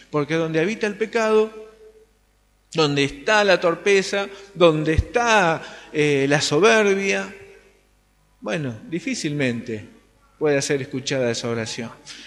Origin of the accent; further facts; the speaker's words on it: Solano, Buenos Aires Province, Argentina; si bien no vivo en Varela, soy de Solano